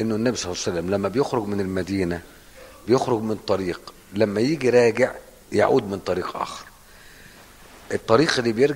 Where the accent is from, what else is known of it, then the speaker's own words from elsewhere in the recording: Egypt; يعني احنا لما بنيجي نحرم واحنا جايين من مصر